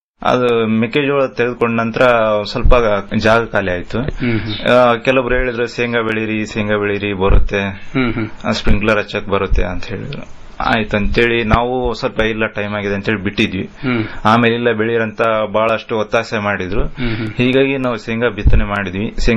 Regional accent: Gangavathi, Karnataka, India; Sir, ನಮ್ಮ ಸ್ವಂತ ಊರು ಗಂಗಾವತಿ.

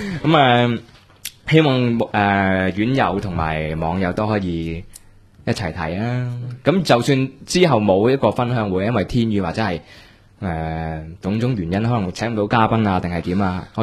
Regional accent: Hong Kong; 即係我哋都香港人啫，係咪，我哋啲膚淺嘅香港人

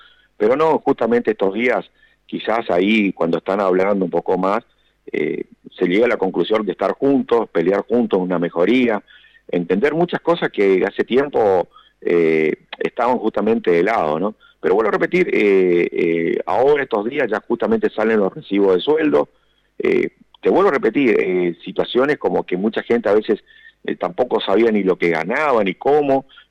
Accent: Apóstoles, Misiones, Argentina; Yo soy acá de Apóstoles Misiones, un municipio que está a 65 kilómetros de la capital misionera

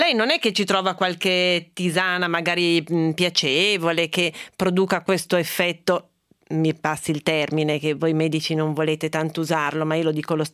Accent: Piedmont, Italy; Perché sono piemontese?

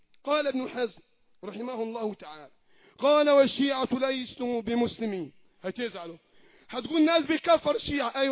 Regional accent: Egypt; اللهم احفظ بلدنا مصر وسائر بلاد

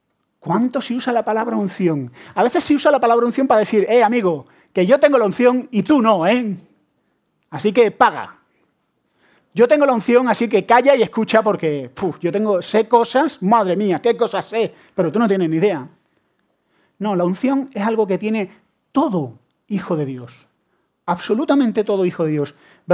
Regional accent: Andalusia, Spain; Lo que siempre lo digo, todo el mundo piensa. Como soy andaluz, claro.

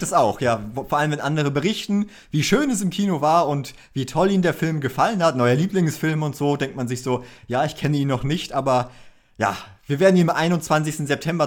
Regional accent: Northern Germany, Germany; weil das für mich tatsächlich sehr weit weg ist als Norddeutscher

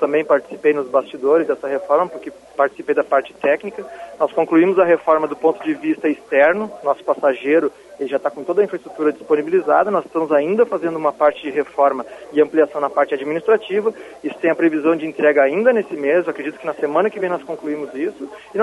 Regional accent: Porto Alegre, Rio Grande do Sul, Brazil; Eu venho de Porto Alegre, numa cidade do sul do país

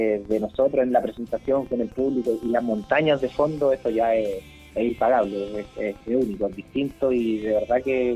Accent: Chile; y de allá somos también chilenos.

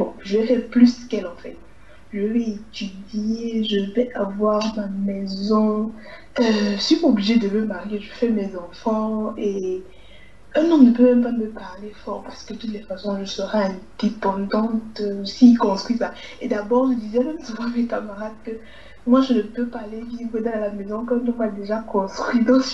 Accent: Cameroon; comme on dit chez nous au Cameroun

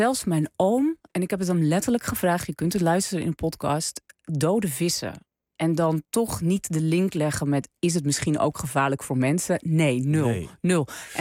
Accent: North Holland, Netherlands; waar ik vandaan kom uit de kop van Noord-Holland, daar is niet zo heel veel ander werk.

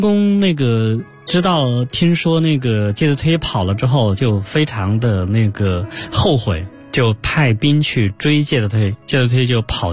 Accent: China

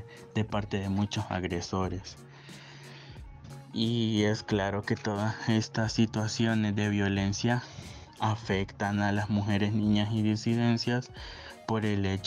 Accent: Tegucigalpa, Francisco Morazán, Honduras; soy de Tegucigalpa

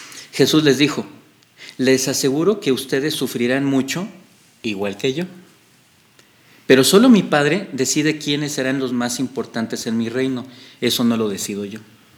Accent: Mexico; Perdóname la expresión, soy mexicano, lo voy a usar y yo creo que los mexicanos lo vamos a entender.

